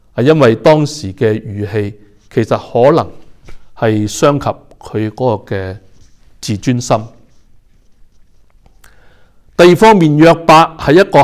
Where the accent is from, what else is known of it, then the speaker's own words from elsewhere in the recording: China; 我们中国人呢其实都是比较是含蓄的一个的民族